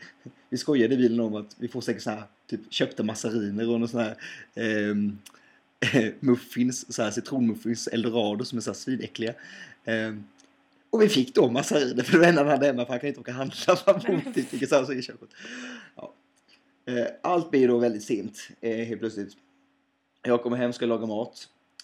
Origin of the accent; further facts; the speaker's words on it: Hetsryd, Sweden; jag är från Hetsryd, men min mor kommer från Applehult.